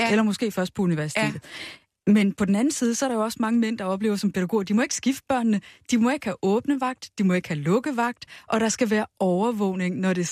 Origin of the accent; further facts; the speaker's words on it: Bellevue, Capital Region of Denmark, Denmark; jeg er 43, og da jeg voksede op i Bellevue, der lå rigtig mange topløse.